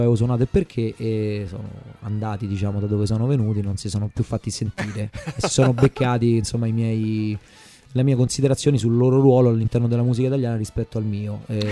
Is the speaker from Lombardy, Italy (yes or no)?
no; Marino, Lazio, Italy; un po' come si fa il vino dalle mie parti a Castellino Mani